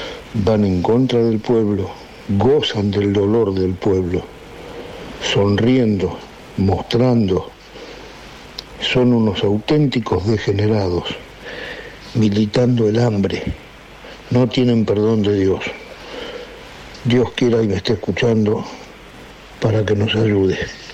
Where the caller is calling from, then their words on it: Buenos Aires, Argentina; de Saavedra.